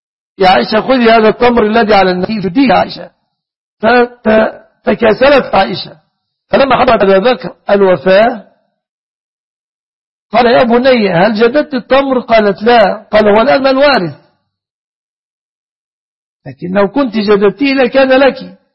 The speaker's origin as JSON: {"language": "Arabic", "country": "Egypt"}